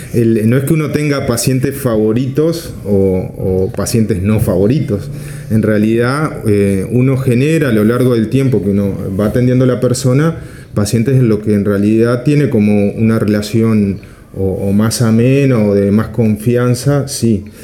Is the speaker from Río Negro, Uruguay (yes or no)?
yes; Fray Bentos, Río Negro, Uruguay; Yo vengo de Fraiventos, de una ciudad del interior del país, de Río Negro, el departamento de Río Negro